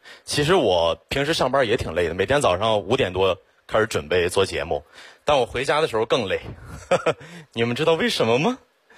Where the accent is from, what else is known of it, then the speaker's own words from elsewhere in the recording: Xiong'an, Hebei, China; 我真的特别的区区土生土长的雄安人，从小在那长大